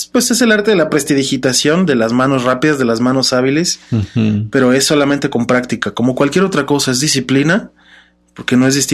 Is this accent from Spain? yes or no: no; Mexico; No, pues es que somos mexicanos, no podemos dejar la picardía a un lado